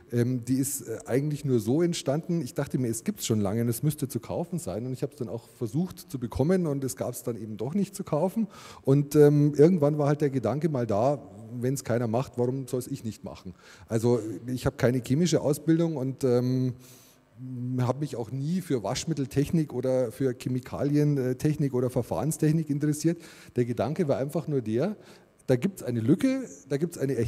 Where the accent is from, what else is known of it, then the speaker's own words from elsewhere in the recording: Munich, Bavaria, Germany; bin auch aus München.